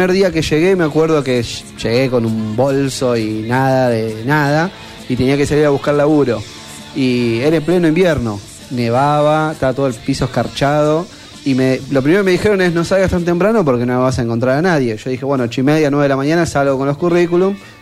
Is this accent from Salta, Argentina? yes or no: no; Buenos Aires, Argentina; lo del porteño me lo dijeron, creo, durante todo el primer año me decían